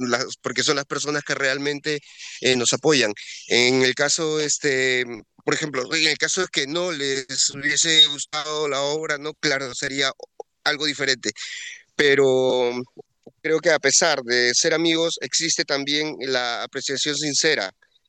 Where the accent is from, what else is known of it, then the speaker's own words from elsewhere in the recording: Peru; uno como peruano ya interpretamos que esto no sirve